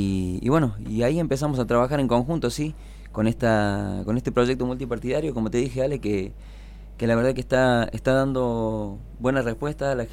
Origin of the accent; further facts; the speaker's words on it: Los Cocos, Córdoba, Argentina; yo soy nativo de Los Cocos, mis viejos, mi abuelo, todo, bueno, tenemos ahí una raíz, digamos, en el pueblo